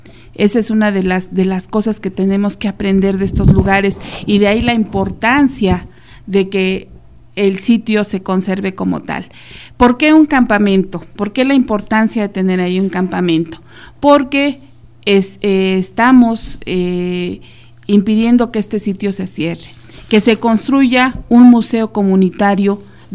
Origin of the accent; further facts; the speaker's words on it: Mexico; No solo cuando juega la selección somos mexicanos, cuando nos ponemos y nos sentimos mexicanos.